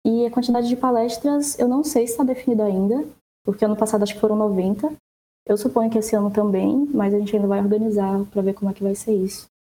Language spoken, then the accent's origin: Portuguese; Ceará, Brazil; now in São Paulo, Brazil; atualmente estou morando em São Paulo, mas eu sou do Ceará.